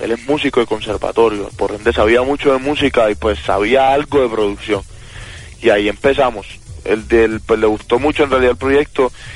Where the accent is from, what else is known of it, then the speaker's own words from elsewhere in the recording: Montería, Córdoba, Colombia; Yo soy de Montería.